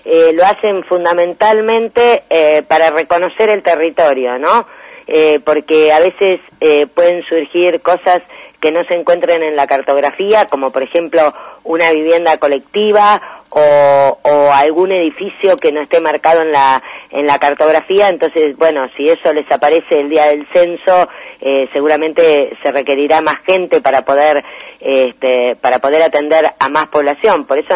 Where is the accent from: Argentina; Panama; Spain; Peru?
Argentina; como argentinos tenemos de saber cuántos somos, cómo estamos